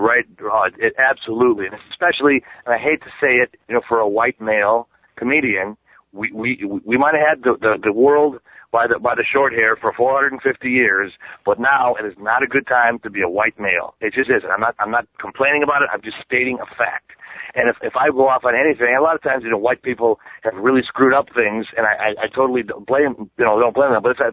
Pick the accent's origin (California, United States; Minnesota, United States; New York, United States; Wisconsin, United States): Wisconsin, United States; Milwaukee; now in Chicago, United States; I'm from Milwaukee, but I live in Chicago, and it's 90 miles apart.